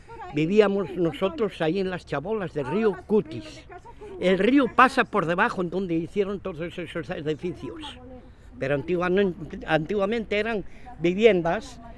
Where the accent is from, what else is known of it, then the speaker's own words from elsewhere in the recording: Galicia, Spain; now in Asturias, Spain; yo soy gallego, pero a mí me dieron toda la puta vida de comer aquí, amigo.